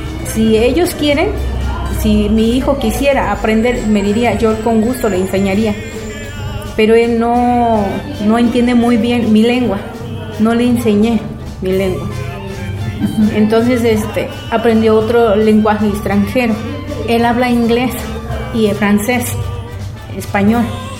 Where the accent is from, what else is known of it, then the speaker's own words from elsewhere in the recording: San Lucas Ojitlán, Oaxaca, Mexico; also born or lived in United States; Mi pueblo pertenece al estado de Oaxaca, se llama San Lucas Ojitlán.